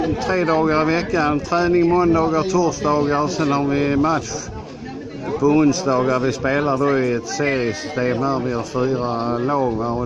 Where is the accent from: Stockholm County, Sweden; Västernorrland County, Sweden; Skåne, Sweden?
Skåne, Sweden; Malmö; born there; jag är född i Malmö, va? Även om jag har bott här nu ett antal år.